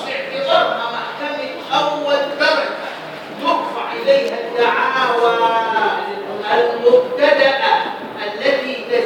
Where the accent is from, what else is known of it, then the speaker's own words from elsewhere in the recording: Egypt; فهمنا أن درجات المحاكم عندنا في مصر على طبقتين